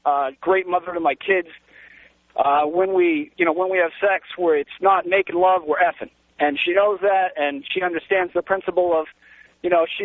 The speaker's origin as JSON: {"language": "English", "region": "New England", "country": "United States", "tie": "born or raised there", "said": "I grew up in New England."}